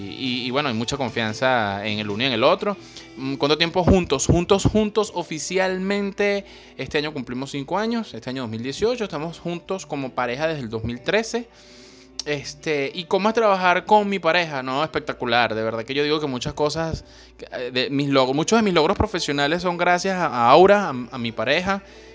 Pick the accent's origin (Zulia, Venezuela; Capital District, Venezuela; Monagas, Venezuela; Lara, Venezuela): Capital District, Venezuela; Caracas; accent: Caracas; me han dicho que es que soy demasiado venezolano. Tengo un acento, un mandibuleo demasiado caraqueño, demasiado venezolano.